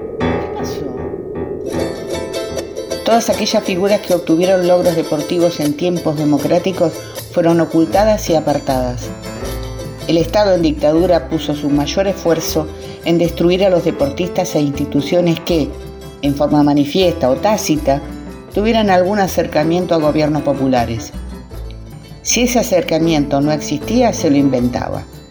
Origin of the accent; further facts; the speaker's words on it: Viedma, Río Negro, Argentina; soy de Viedma y estoy jubilada.